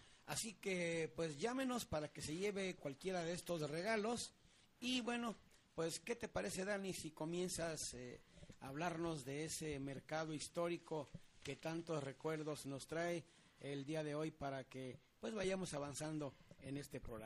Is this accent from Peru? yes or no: no; Magdalena, Jalisco, Mexico; now in Guadalajara, Mexico; porque ahí en Magdalena, pues, se dice que es el lugar del ópalo. Luego les presentaré un documental de mi pueblo querido.